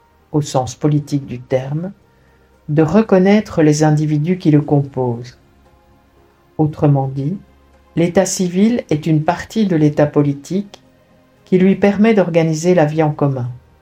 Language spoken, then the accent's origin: French; Belgium; Ils sont même venus jusque chez nous en Belgique pour s'occuper de notre opposition contre les Belges une fois.